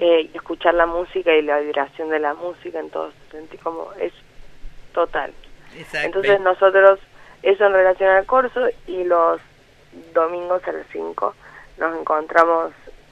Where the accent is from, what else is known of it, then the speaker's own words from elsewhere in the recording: Córdoba, Argentina; now in Buenos Aires, Argentina; también soy de Córdoba